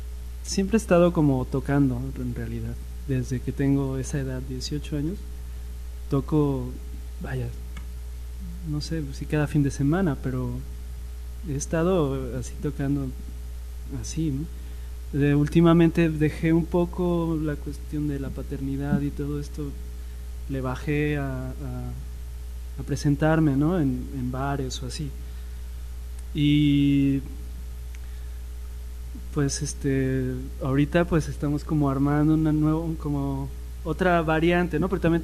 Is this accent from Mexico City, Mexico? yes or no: no; Xalapa, Veracruz, Mexico; yo crecí aquí en Jalapa, en los potreros, o sea, había potreros en muchas partes, ¿no? Uh-huh. Jugábamos fútbol y había vacas ahí en los terrenos baldíos